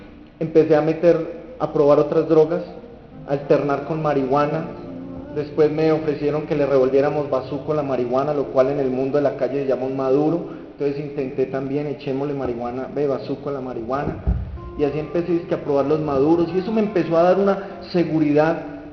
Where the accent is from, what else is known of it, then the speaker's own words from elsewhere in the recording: Buga, Valle del Cauca, Colombia; born there; 39 años, mi vida antes, ¿cómo era? Yo nací en Bugavalle, en una familia disfuncional como muchas de Colombia